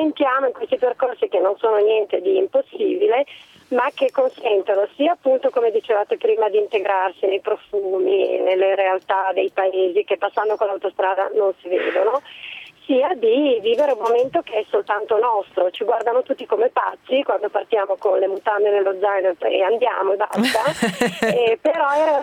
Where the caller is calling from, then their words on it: Milan, Lombardy, Italy; Sì, buongiorno, siamo da Milano.